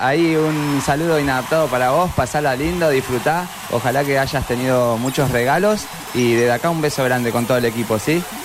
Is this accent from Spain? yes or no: no; Argentina; yo creo que siendo argentinos y teniendo tantos ídolos en nuestro país